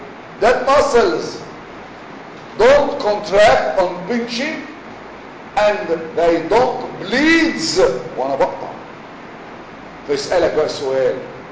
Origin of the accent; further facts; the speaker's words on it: Egypt; إحنا كمصريين قيمنا الجراح بعدد الغرز